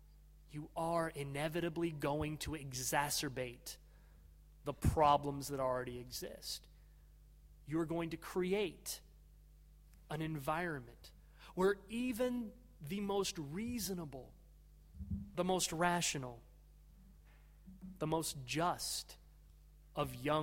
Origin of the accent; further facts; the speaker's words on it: United States; and insofar as I am an American, I must say, from threats to our property.